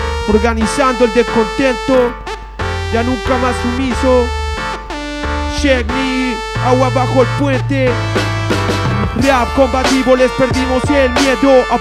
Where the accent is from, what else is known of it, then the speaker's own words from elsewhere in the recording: Concepción, Biobío, Chile; Somos puros cabros de Conce, haciendo hip hop autogestionado. Y aquí en Santiago participando en La Laucha.